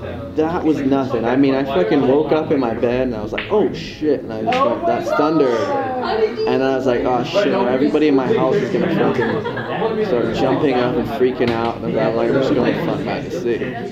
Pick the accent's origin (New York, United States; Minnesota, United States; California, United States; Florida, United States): New York, United States; Growing up in New York as a little kid.